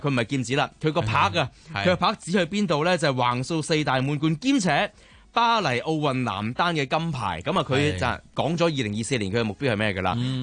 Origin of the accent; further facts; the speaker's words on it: Guangdong, China; 即係又係用一句我哋廣東人成日講咩單天保至尊。